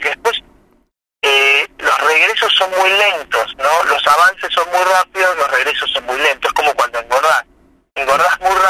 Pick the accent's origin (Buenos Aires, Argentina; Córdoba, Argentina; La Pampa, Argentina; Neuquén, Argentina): La Pampa, Argentina; Santa Rosa; Yo nací en Santa Rosa, nací en el 70, así que tengo 49 años, y viví toda mi infancia y mi adolescencia ahí. Fui a la escuela 2, en la escuela pública